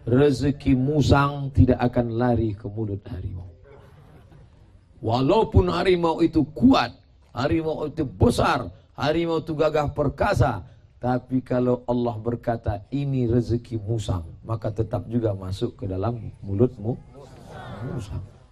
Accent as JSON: {"language": "Indonesian", "region": "Riau", "country": "Indonesia", "said": "Kami terbang tadi dari Riau"}